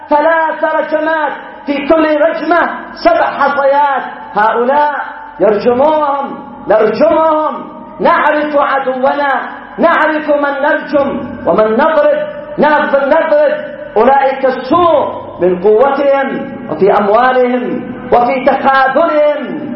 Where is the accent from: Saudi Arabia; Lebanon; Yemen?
Yemen; ونحن شعب يمني فرض علينا العدوان